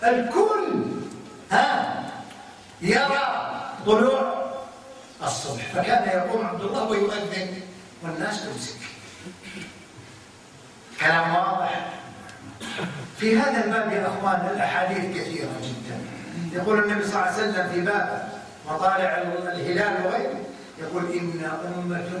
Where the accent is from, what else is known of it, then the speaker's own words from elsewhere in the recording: Kuwait; احنا عندنا في الكويت لا يروح عند البحر